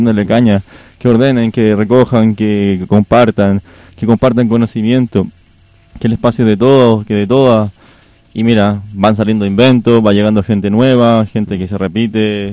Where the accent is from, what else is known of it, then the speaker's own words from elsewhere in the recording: Santiago, Santiago Metropolitan Region, Chile; moved away; Vengo de una ciudad de Latinoamérica, de Santiago de Chile.